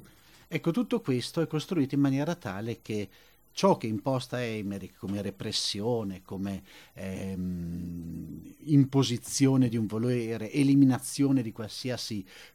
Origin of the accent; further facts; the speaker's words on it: Bologna, Emilia-Romagna, Italy; vengo da Bologna